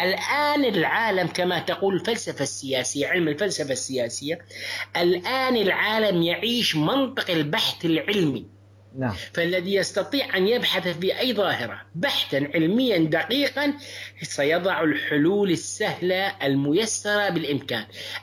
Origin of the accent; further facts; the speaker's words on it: Syria; now in Turkey; شعب قدم لنا كسوريين جئنا إليه لاجئين